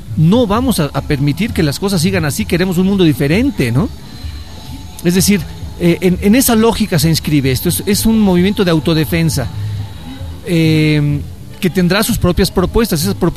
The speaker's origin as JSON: {"language": "Spanish", "country": "Mexico", "said": "Llamar a la gente a que defienda algo de lo sustancial que tenemos como mexicanos, como personas en este país."}